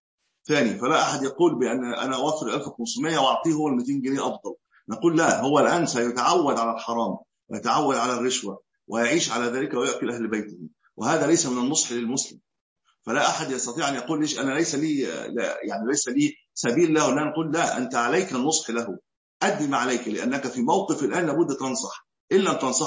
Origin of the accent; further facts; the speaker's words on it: Egypt; قلت له نعم انا من مصر، مش هكون منين؟